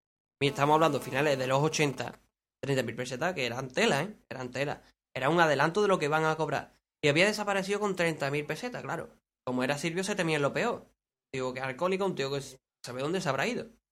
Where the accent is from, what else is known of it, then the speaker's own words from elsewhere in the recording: Seville, Andalusia, Spain; a los que somos de aquí de Sevilla